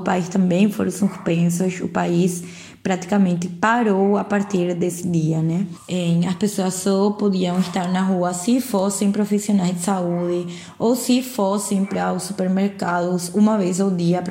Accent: Paraguay; Portuguese is a second language; sou paraguaia, sou médica formada pela Universidade Federal de Pernambuco, mas atualmente, já na verdade faz uns 4 anos que eu estou morando no Paraguai de novo.

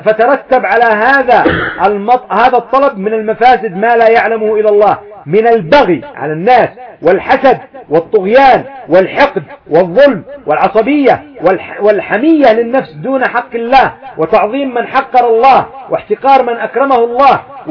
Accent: Yemen; ومنها إيش يسعى مثلا عندنا في اليمن، إيش يفعلون؟

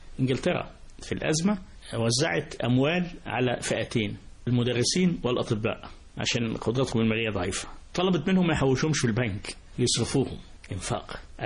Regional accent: Port Said, Port Said Governorate, Egypt; أنا بورسعيدي، خدها بقى من بورسعيد، من البيئة هنا نعيشتها.

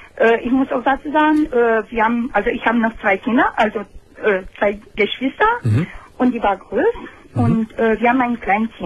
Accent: Romania; German is a second language; Ich komme aus Rumänien.

